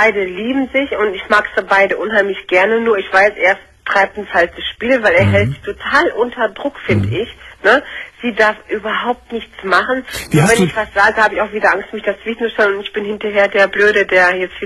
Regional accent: Leverkusen, North Rhine-Westphalia, Germany; Ich komme aus Leverkusen, das ist also jetzt hier so Kölner Raum, Karneval.

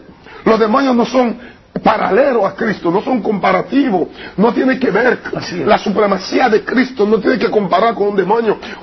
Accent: Haiti; De los zombies, cómo lo resucitan, lo puede cuidar Fenca en mi país.

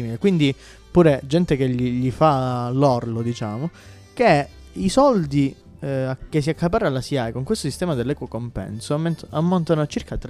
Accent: Rossano, Calabria, Italy; sono di Rossano, ci tengo a precisarlo.

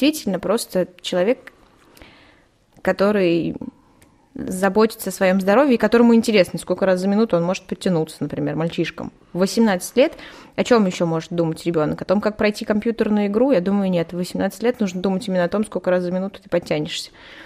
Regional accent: Vichuga, Ivanovo Oblast, Russia; born there; now in Shuya, Russia; Я живу сейчас в ШУ, я родилась в Вичуге, и знаю, что Вичуга тоже очень спортивный город

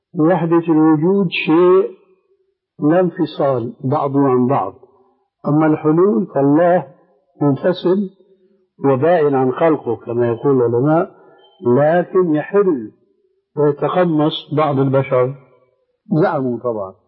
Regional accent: Syria; عندنا في سوريا العلويين والاسماعيليين.

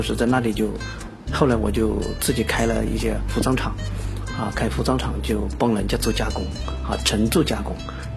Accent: Duchang County, Jiangxi, China; 本身我老家也就是九江啊周边的县城叫都昌县

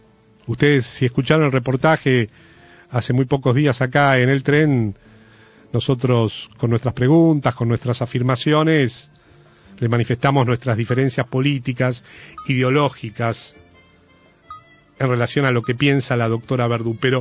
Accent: Argentina; nosotros como argentinos

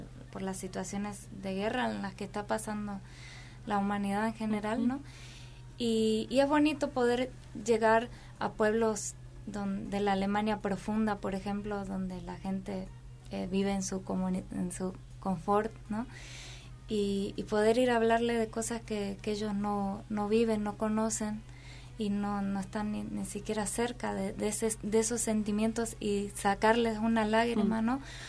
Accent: Argentina; como yo soy argentina, él es mexicano, viajamos por todo el mundo

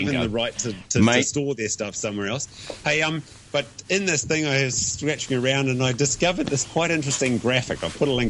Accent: New Zealand; now in Hong Kong; No drinkies this week, but can I do a sly promotion as a Kiwi?

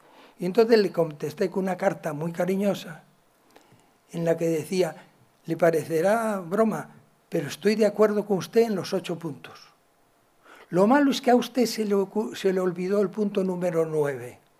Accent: Galicia, Spain; como soy gallego y sé contestar con preguntas

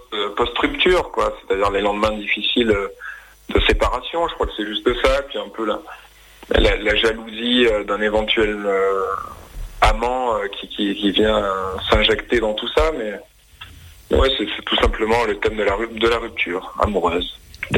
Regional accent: Montpellier, Occitanie, France; Station balnéaire, pas loin de chez moi, à Montpellier.

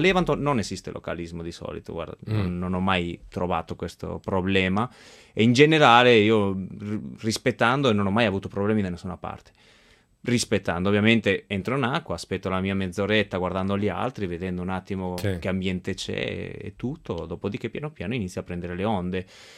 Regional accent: Spain; Italian is a second language; A surfare non sono mai stato, però essendo spagnolo un pochettino conosco.

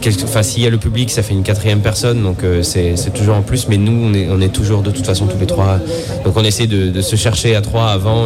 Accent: Nouvelle-Aquitaine, France; qui a un rapport avec ce qu'on vit au quotidien chez nous en Corrèze, quoi.

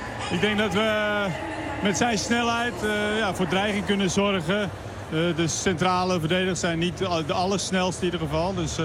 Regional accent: Netherlands; eigenlijk waar wij als Nederlanders denk ik en als Oranje voor staan

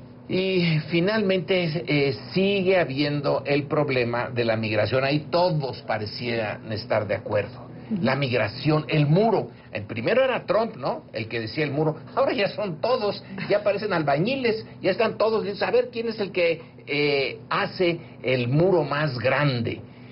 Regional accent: Mexico; Esa sí es una de las partes que como mexicanos

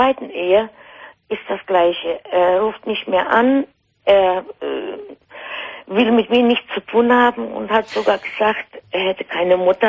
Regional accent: Poland; German is a second language; now in Germany; Also ich komme ja aus Polen.

